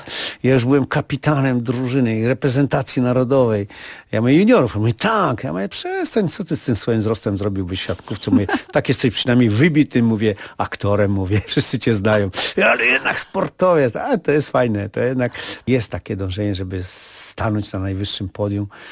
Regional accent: Warsaw, Masovian Voivodeship, Poland; Wychowałem się na Powiślu w fajnych warunkach

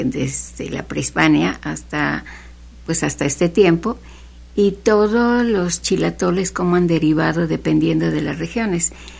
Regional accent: Xalapa, Veracruz, Mexico; born there; Yo nací en Jalapa.

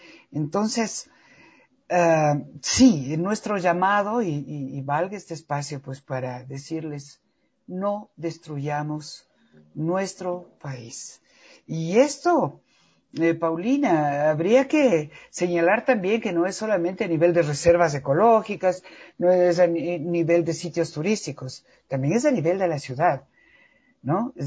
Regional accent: Ecuador; ¿en qué estoy fallando yo como persona, como ecuatoriano, como padre de familia, como madre de familia, como ser humano?

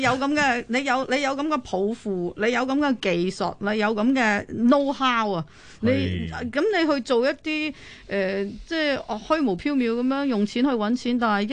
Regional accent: Hong Kong; 即係好似我哋香港人咧中意神，

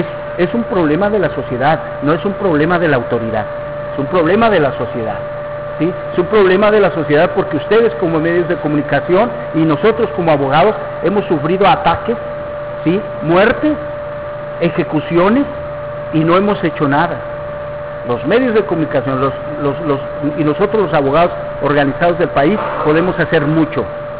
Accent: Querétaro, Mexico; yo vengo de Querétaro.

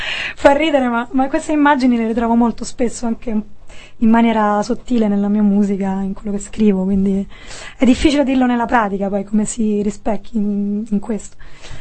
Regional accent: Rome, Lazio, Italy; mia madre è belga, però io sono nata e cresciuta a Roma, e mio padre è italiano, però in realtà è molto più complicato, perché i miei sono nati in Africa.

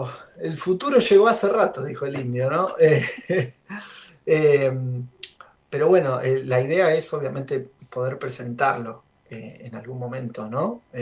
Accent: Buenos Aires, Argentina; now in Luján, Argentina; Vivo en la ciudad de Luján, estamos ni muy cerca ni muy lejos de Cava. Yo soy nativo, de hecho, de Capital.

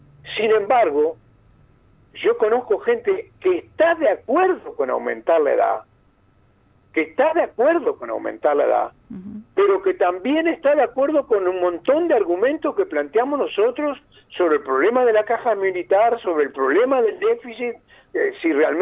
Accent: Fray Bentos, Río Negro, Uruguay; En particular, en mi pueblo, Fray Bentos, la situación está grave, está muy grave.

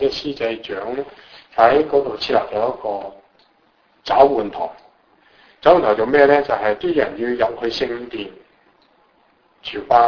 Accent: China; 我哋中國人嘅國個朝代係最輝煌嘅。

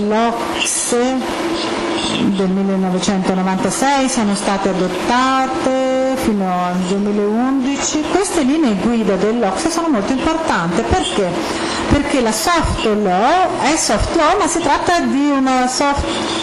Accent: United States; Italian is a second language; Forse perché sono americana, io credo che il termine è stato creato negli Stati Uniti

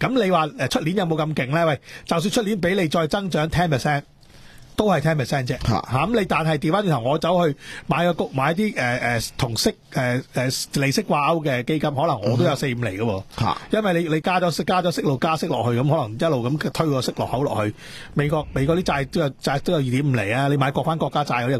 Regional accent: Hong Kong; 因为我哋香港人都系打工仔啦，个个都系强积金嘅

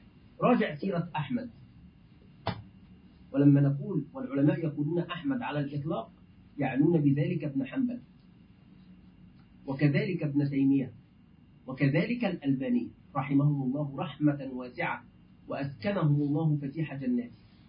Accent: Egypt; الدولار والأورو نحن كمصريين الآن يعني تعرفون طبعا الحال

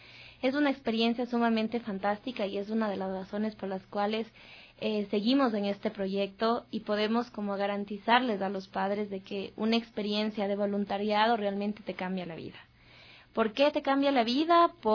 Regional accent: Ambato, Tungurahua, Ecuador; Sí, soy ecuatoriano y probablemente, bueno, yo soy de Ambato

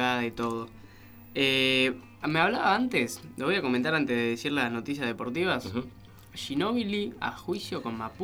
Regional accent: Colonia, Uruguay; Yo que soy uruguayo. Así que estoy casi seguro, pero bueno.

